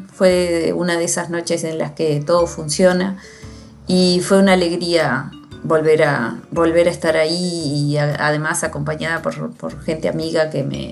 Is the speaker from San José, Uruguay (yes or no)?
yes; Libertad, San José, Uruguay; yo soy del interior del Uruguay. De una ciudad que se llama Libertad, y en el departamento de San José.